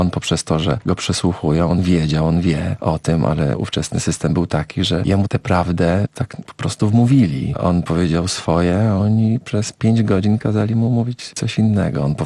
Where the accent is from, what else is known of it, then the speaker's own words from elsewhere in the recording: Brzeg, Opole Voivodeship, Poland; moved away as an adult; że pochodzę z brzegu, z bardzo małego miasta na Opolszczyźnie.